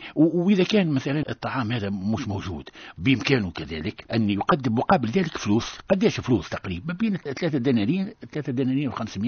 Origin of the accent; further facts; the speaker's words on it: Tunisia; وهو المثال المعتاد عندنا في تونس